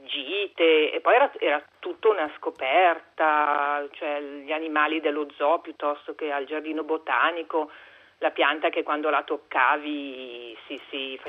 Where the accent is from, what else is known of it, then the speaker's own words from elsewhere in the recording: Milan, Lombardy, Italy; sono a Milano, sono di Milano, abito in fondo via Padova.